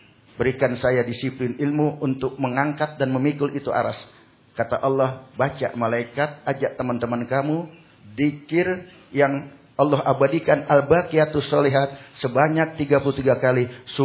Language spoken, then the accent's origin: Indonesian; Pandeglang, Banten, Indonesia; Ya, saya juga dari Pandeglang, dari Kulon, berarti satu guru satu ilmu, jangan ganggu.